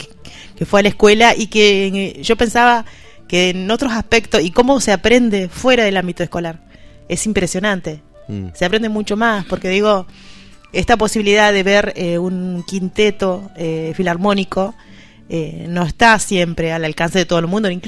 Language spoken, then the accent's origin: Spanish; Cipolletti, Río Negro, Argentina; Bueno, yo vengo de Cipolletti.